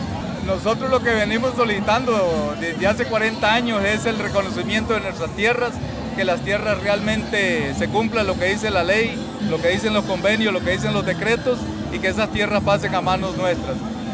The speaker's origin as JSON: {"language": "Spanish", "region": "Puntarenas", "country": "Costa Rica", "said": "del territorio Térraba, indígena Broran."}